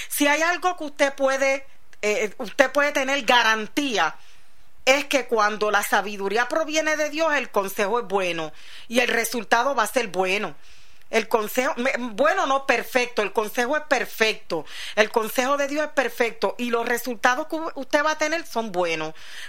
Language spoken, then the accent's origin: Spanish; New York, United States; Que yo nací. Y me crié, parte de mi niñez fue en Nueva York, en Brooklyn